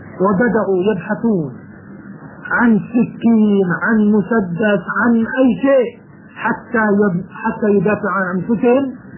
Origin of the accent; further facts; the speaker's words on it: Jordan; يكتبون الأولاد الصغار مثلا عندنا في الأردن